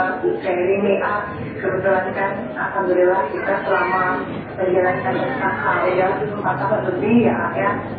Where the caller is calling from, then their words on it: Banjarmasin, South Kalimantan, Indonesia; saya dari Banjarmasin nih